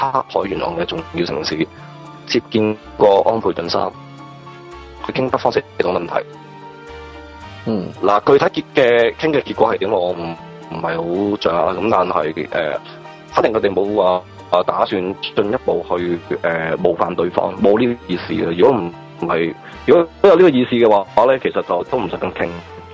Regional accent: Hong Kong; 即系对于我哋香港人嗰个健康系相当之重要

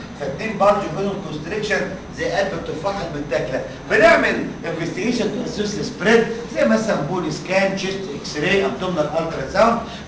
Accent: Egypt; فطبعا عندنا في مصر مالوش قيمه

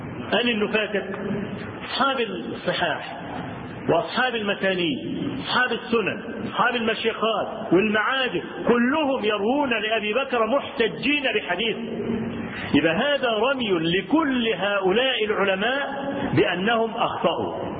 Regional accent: Egypt; انا اذكر لكم حكايه حصلت عندنا في مصر

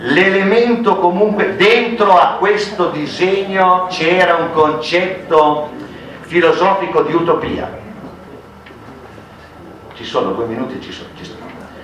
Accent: Ferrara, Emilia-Romagna, Italy; ci sono i miei est di Ferrara, che io sono ferrarese

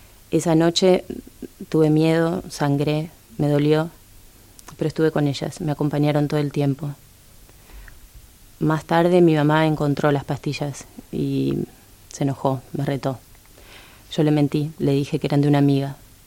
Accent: Buenos Aires, Argentina; de Buenos Aires, tengo 38 años

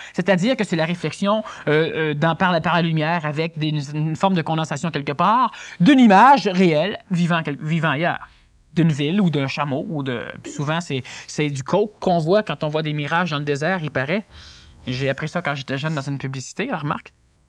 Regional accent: Quebec, Canada; Et ce n'est pas parce que je suis Québécois que je le dis.

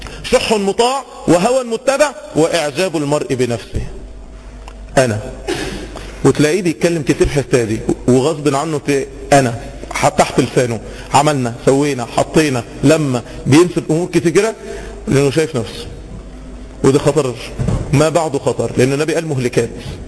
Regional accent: Egypt; احنا كمصريين، احنا كمصريين يشيع جدا، عشان احنا شعوب شرقية عكس الغربيين.

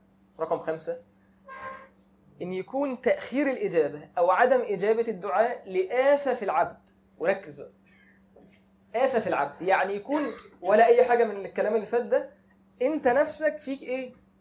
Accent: Egypt; احنا عارفين ان احنا عندنا المخطوبين في حكم المتجوزين معروف عندنا في مصر كده

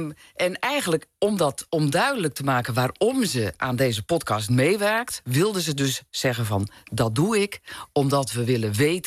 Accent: North Holland, Netherlands; ik kom zelf ook uit een wat kleiner dorp, in Noord-Holland, waar ik ben opgegroeid.

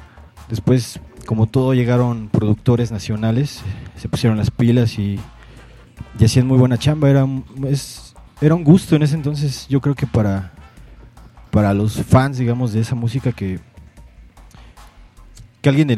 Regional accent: Iztacalco, Mexico City, Mexico; also born or lived in Los Angeles, United States; Estuve viviendo desde temprana edad hasta los 6 años en Iztacalco. De ahí estuvimos viviendo como 2 años en Los Ángeles, California. Y de ahí regresamos a Iztacalco. Hasta los 13, 14 años yo seguí viviendo ahí. Después ya la idea fue vivir en Xochimilco y así fue.

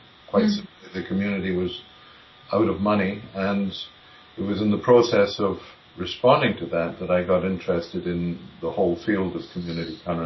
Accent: United Kingdom; moved away as an adult; now in Comox Valley, Canada; Originally, though, I grew up in the United Kingdom. I was Scottish, and then I was English, and I went to various universities in England as a physicist, a business degree, teaching qualification. But then I ended in Canada

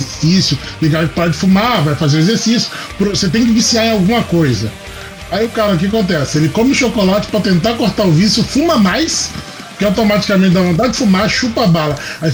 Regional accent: Minas Gerais, Brazil; Minas. Minas é um ótimo carnaval.

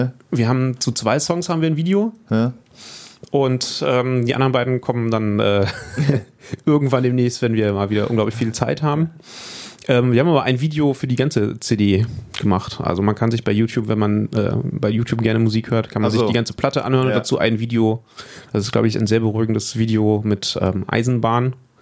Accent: Düsseldorf, North Rhine-Westphalia, Germany; Ich komme aus Düsseldorf, genau.

